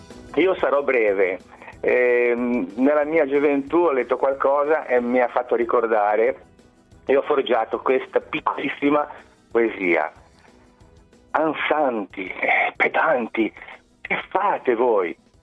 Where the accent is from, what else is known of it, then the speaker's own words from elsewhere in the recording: Genoa, Liguria, Italy; io sono di Genova